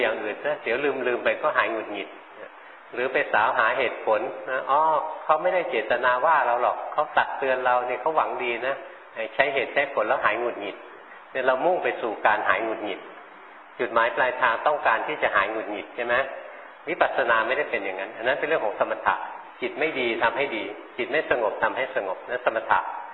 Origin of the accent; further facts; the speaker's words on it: Bangkok, Thailand; เราคนกรุงเทพไม่เคยเห็นหลวงพ่อเห็นนกมาหลวงพ่อก็ไปถามชาวบ้าน